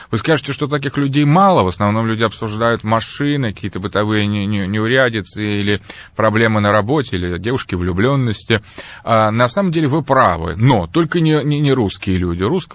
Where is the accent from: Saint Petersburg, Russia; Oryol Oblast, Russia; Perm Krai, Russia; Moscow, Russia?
Moscow, Russia; Я сам москвич, родился в Москве, мои родители москвичи.